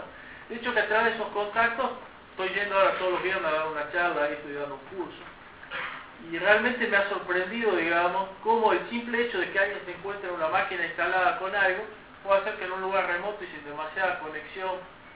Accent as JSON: {"language": "Spanish", "town": "Campo Santo", "region": "Salta", "country": "Argentina", "said": "soy de Camposanto. Camposanto es un pueblito de 6.000 habitantes que está a 40, 50 kilómetros de Salta."}